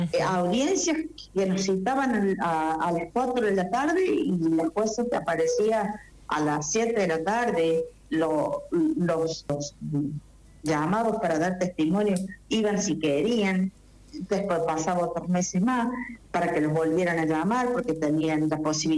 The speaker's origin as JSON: {"language": "Spanish", "country": "Argentina", "said": "yo estoy decidida a irme como una ciudadana, como una argentina más"}